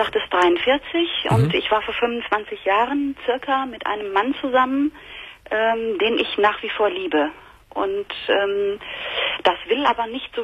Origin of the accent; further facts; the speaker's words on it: North Rhine-Westphalia, Germany; Und ich komme aus dem Ruhrgebiet.